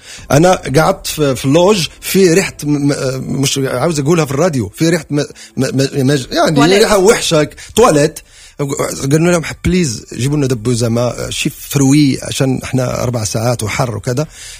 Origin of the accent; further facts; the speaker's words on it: Morocco; احنا جايين من المغرب 10 اشخاص عاوزين نشتغل مع، يعني عاوزين نفرح شعب حبنا، فهل يعقل اني اجي من المغرب واخلي الصيف كله